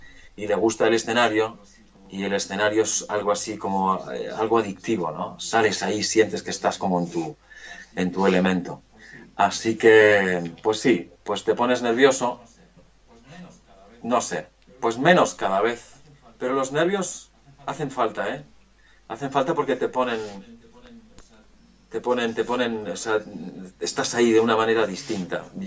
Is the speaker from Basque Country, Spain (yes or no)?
yes; Bilbao, Basque Country, Spain; Mirad, yo provengo del País Vasco, de Bilbao.